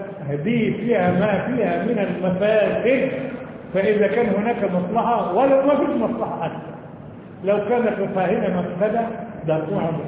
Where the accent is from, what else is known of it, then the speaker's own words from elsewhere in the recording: Egypt; النسوان عندنا في مصر ما فيهمش لبن